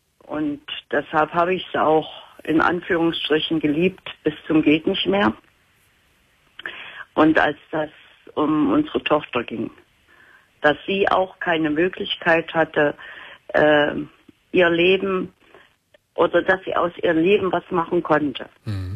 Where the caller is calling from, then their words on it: Thuringia, Germany; also born or lived in Dortmund / Hagen; Ich komme aus Thüringen.